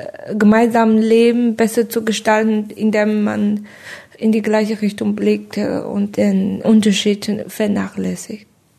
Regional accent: China; Also in China haben wir in meiner Heimat Hochzeit gefeiert einfach.

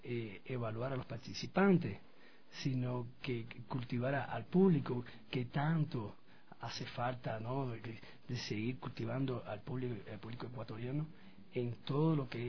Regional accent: Cuba; now in Ecuador; soy cubano y llevo en Ecuador unos 22 años ya acá en Ecuador. Ecuatoriano que cubano ya.

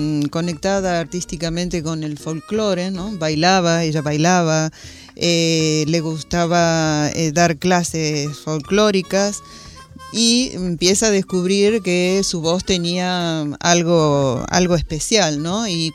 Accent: Argentina; inclusive nosotros que somos argentinos

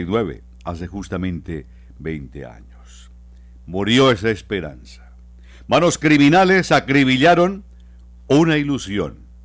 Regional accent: Bucaramanga, Santander, Colombia; Desgraciadamente así somos los santandereanos, así somos los bumangueses.

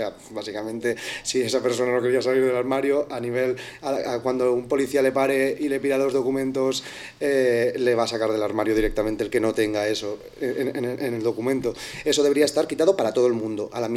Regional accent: Benissa, Valencian Community, Spain; yo soy de Benissa

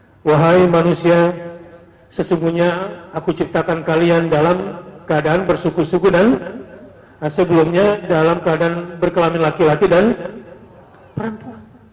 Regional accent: Indonesia; Kalau kita nih orang Melayu misalnya, ya, orang Indonesia, ketemu orang Malaysia merasa saudara gak?

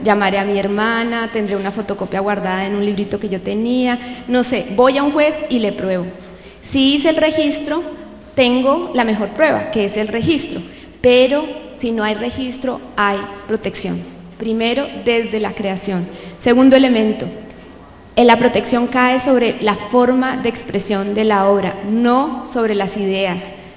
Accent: Colombia; Yo soy abogada colombiana

